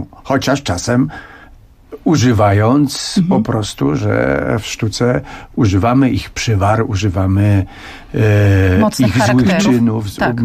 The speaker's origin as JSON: {"language": "Polish", "region": "Podhale", "country": "Poland", "said": "jestem zurbanizowanym góralem."}